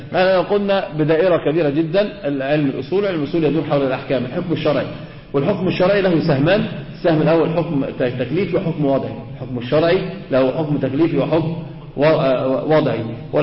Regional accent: Egypt; اللي هو كما يقولون كده عندنا في مصر الشيء لزوم الشيء

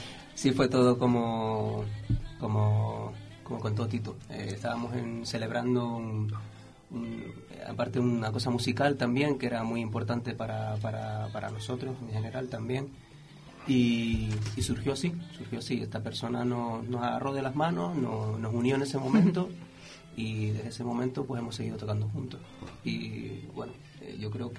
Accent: Santa Cruz de Tenerife, Canary Islands, Spain; yo soy de Santa Cruz de Tenerife, y allí, bueno, tuve una banda

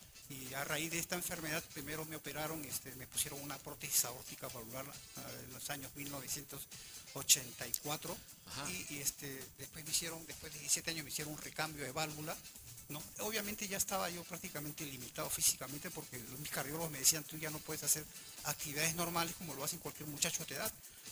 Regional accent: Callao, Peru; yo soy un chalaco verdaderamente de corazón.

